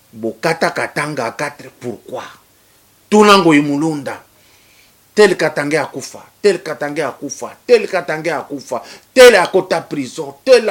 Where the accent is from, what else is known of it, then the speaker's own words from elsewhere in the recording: Lomami, DR Congo; Moi, je suis de Olomami. Il y a quoi là-bas?